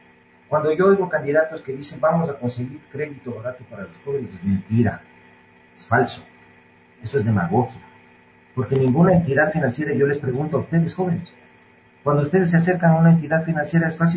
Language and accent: Spanish; Ecuador; los emprendedores que somos buenos, los ecuatorianos, ¿por qué fracasan muchos al cabo de un tiempo?